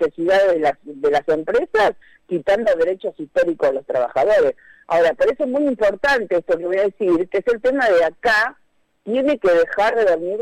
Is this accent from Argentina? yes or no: yes; Argentina; Es una cosa que realmente a uno como argentino, yo como docente siempre estudié en la escuela pública